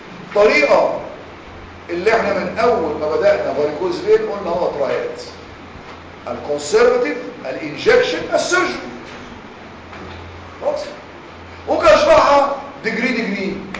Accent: Egypt; احنا يا مصريين بنسمي كل الانال بروبلم بايلز

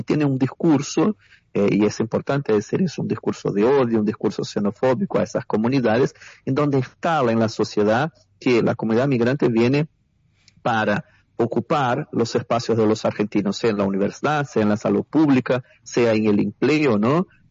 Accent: Brazil; Nosotros como comunidad brasileña, de hecho, somos una de las más afectadas por el tema de la educación

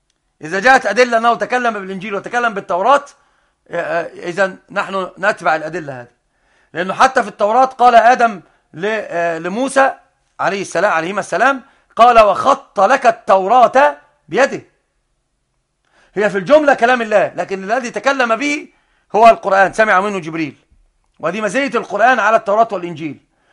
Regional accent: Egypt; عندنا في مصر بالذات

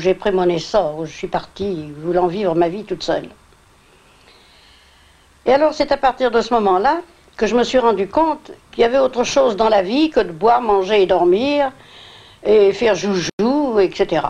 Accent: Tours, Centre-Val de Loire, France; also born or lived in Romans; Romans, mon pays, ma ville natale, et pour Tours, nous sommes allés en Touraine, donc, et j'étais du voyage.

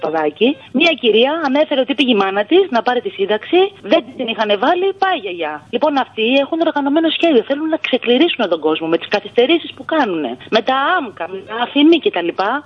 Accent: Greece; moved away as an adult; Εγώ έφυγα το Μάη από Ελλάδα.

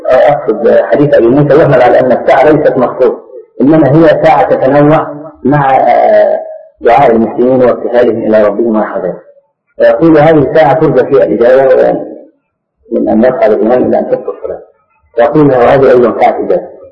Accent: Egypt; أخذها بعض أهل بعض الناس عندنا في مصر

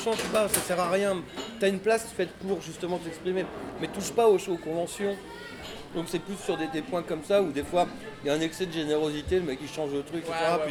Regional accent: Levallois-Perret, Île-de-France, France; born there; Je suis né à Levallois-Perret.

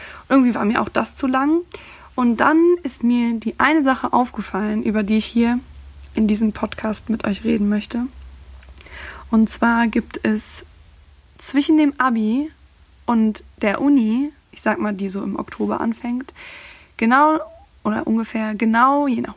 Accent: Cologne, North Rhine-Westphalia, Germany; Also, ich studiere mittlerweile hier in Köln. Ich komme aus Köln, beziehungsweise aus der Nähe von Köln.

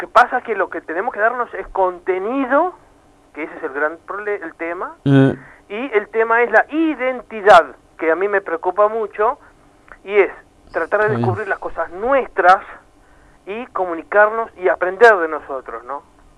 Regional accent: Uruguay; Para mí, como uruguayo nomás, me encantaría que todos los uruguayos tuvieran la máxima posibilidad de acceder a los medios

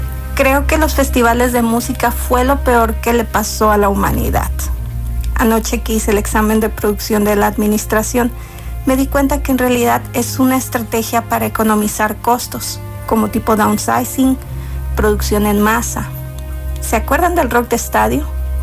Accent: Ensenada, Baja California, Mexico; moved away; Cuando vivía en mi pueblo Rascuache, Ensenada, soñaba con irme a otra ciudad, sobre todo por los conciertos, porque nada llegaba ahí y todo era ir a Tijuana o a San Diego

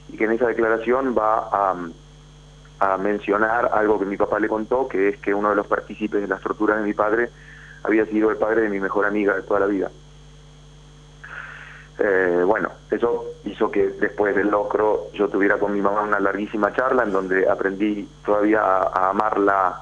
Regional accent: Junín, Buenos Aires Province, Argentina; yo soy juninense, voy a mi pueblo, Junín.

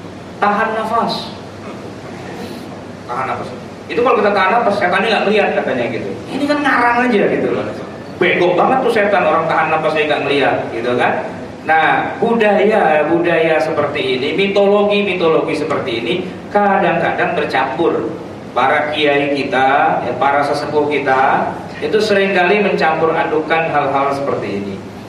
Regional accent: Java, Indonesia; Ya, saya juga orang Jawa.

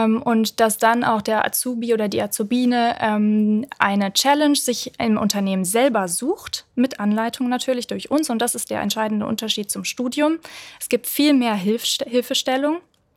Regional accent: Solingen, North Rhine-Westphalia, Germany; Und zwar war das bei einem Automobilzulieferer in Solingen, in meiner Heimatstadt.

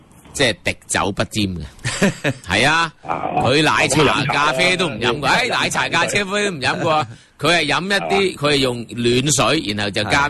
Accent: Hong Kong; 即係而家我哋香港人，我哋期望

